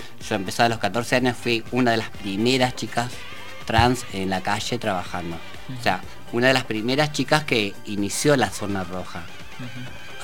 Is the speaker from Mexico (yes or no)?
no; Argentina; que yo soy de Argentina